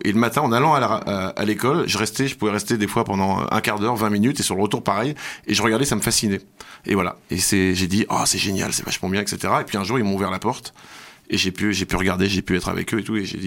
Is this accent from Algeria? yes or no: no; Paris, Île-de-France, France; quand j'étais petit à Paris, j'écumais toutes les radios en fait.